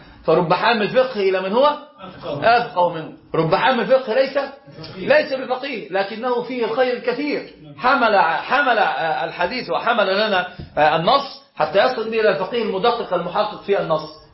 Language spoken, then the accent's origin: Arabic; Egypt; أنا أقول أنا مصري صحيح